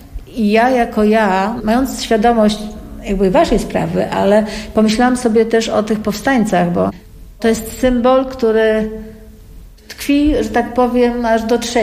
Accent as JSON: {"language": "Polish", "town": "Warsaw", "region": "Masovian Voivodeship", "country": "Poland", "tie": "born or raised there", "said": "Ja jestem z Powiśla. Tam spędziłam większość swojego życia."}